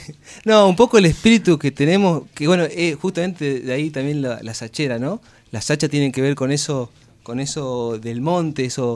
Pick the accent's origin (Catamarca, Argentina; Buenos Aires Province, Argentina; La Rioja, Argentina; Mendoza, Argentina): Catamarca, Argentina; Yo soy de Catamarca en particular y el folclore lo llevo adentro. He bailado mucho tiempo desde chango.